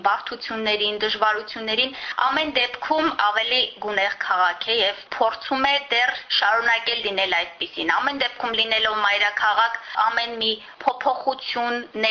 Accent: Yerevan, Armenia; ես իհարկե որպես երևանցի իմ կոչումը կրում եմ հպարտությամբ, ես տեր եմ իմ քաղաքին

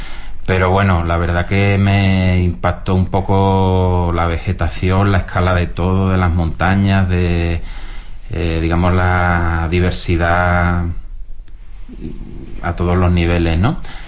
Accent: Seville, Andalusia, Spain; no soy una persona de campo ni nada, soy de ciudad, de Sevilla.

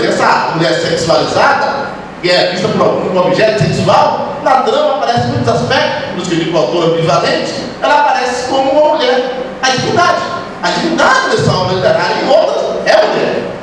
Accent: Bahia, Brazil; estou falando de Salvador, e seu entorno imediato, né, como baiano

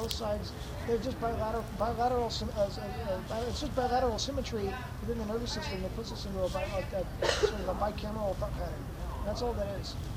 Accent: Manhattan, New York, United States; Well, you know, honestly, as a New Yorker, which is what I am

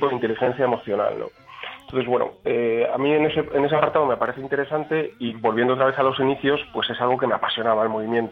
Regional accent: Valladolid, Castile and León, Spain; Yo nací aquí, soy oriundo de aquí, lo que pasa es que he estado viviendo en 10 o 12 ciudades distintas y ahora otra vez vuelvo aquí a tierras castellanas, pero a un pueblecito, ahí pequeñito

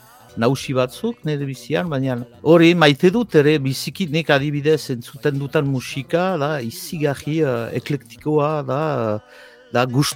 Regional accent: Ciboure, Nouvelle-Aquitaine, France; now in Itxassou, France; Ziburutaga bai naiz, eta ni handitu naiz sortzez ziburutaga, itxasuan bizi naiz, eta itxasuaga senditzen naiz, zer nahi egisaz, baina han sortu naiz

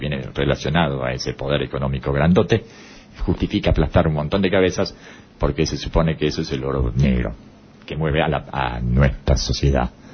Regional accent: Uruguay; casualmente es el presidente de mi país, yo soy uruguayo

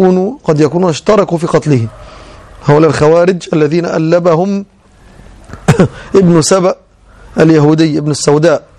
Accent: Egypt; كما يظن بعض العامة خاصة عندنا في مصر

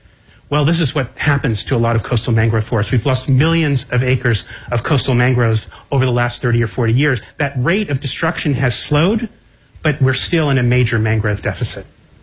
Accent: Connecticut, United States; This is my home state of Connecticut.

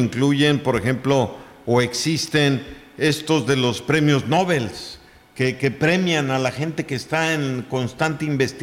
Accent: Mexico; siendo que el mexicano es muy creativo, que sí los tenemos, pero no los registramos.

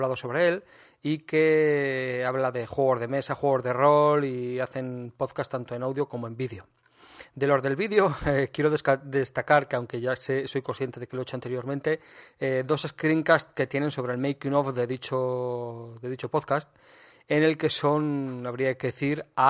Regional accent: Aragon, Spain; Estamos a día 23 de abril, patrón de Aragón, mi tierra

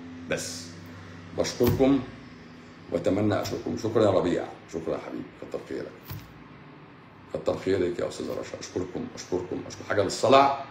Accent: Egypt; طول ما احنا مصريين،

